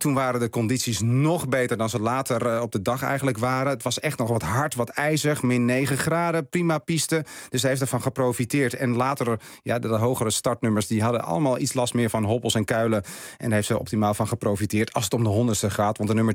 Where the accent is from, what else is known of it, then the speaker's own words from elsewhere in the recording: Netherlands; Daar zijn wij Nederlanders niet zo goed in.